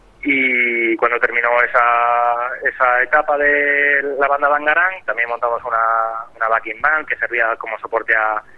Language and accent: Spanish; Madrid, Community of Madrid, Spain; Sí, yo soy de Madrid, eso es.